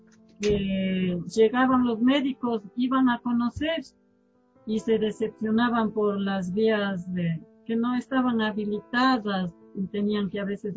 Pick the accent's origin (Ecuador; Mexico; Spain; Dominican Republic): Ecuador; Chuchilán, Cotopaxi; Toda la vida he vivido en Chuchilán y voy a seguir viviendo porque esa es mi tierra, es mucho mi tierra.